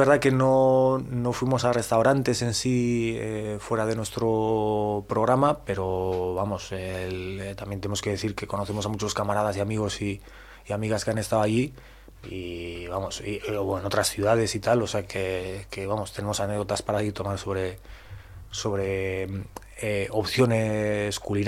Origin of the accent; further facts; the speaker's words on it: Bilbao, Basque Country, Spain; yo soy de Bilbao y me recordó un poco a Bilbao